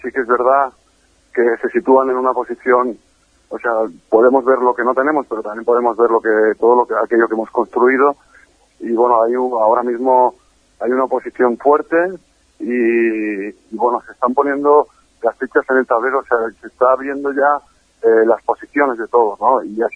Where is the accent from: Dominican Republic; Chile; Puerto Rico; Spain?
Spain; Catalonia; con Gabriel Rufián comparto muchas cosas, entre ellas que los dos somos catalanes. Uh-huh. Y los dos somos hijos de españoles.